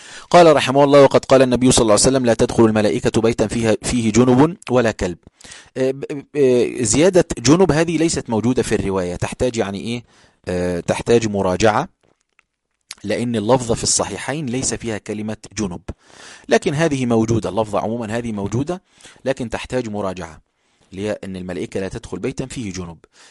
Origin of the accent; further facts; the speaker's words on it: Egypt; المساجد اللي هي مشهورة عندنا في القاهرة أو حتى في الصعيد